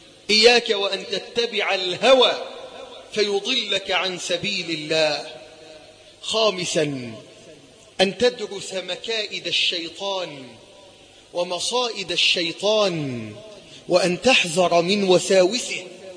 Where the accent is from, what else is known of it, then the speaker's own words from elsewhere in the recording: Egypt; اللهم احفظ بلدنا مصر من كل سوء وسائر بلاد